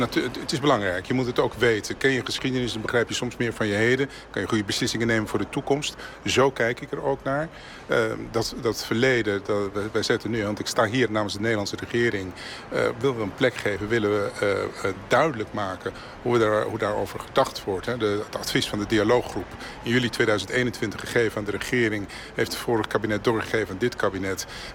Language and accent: Dutch; Amsterdam, North Holland, Netherlands; born there; Ik ben geboren in Amsterdam, dat klopt. Maar mijn beide ouders zijn afkomstig Suriname.